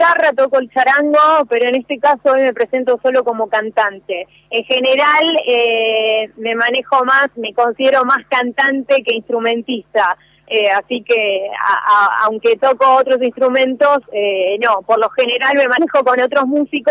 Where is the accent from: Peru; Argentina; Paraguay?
Argentina; Moreno, Buenos Aires Province; Todos somos de acá de Moreno.